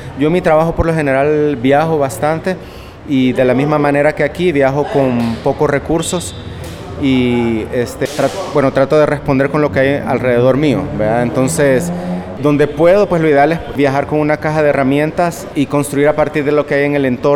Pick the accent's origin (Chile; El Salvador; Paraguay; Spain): El Salvador; soy de El Salvador